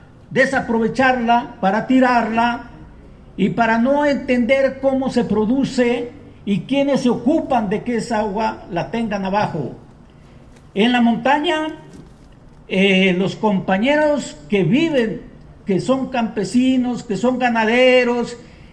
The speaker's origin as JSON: {"language": "Spanish", "town": "Atoyac de Álvarez", "region": "Guerrero", "country": "Mexico", "tie": "born there", "lives_now": "Chilpancingo, Mexico", "said": "Bueno, yo soy originario de Atoyac de Álvarez Guerrero, nacido ahí, vivo en Chilpancingo el mayor tiempo de mi vida, he estado viviendo en Chilpancingo."}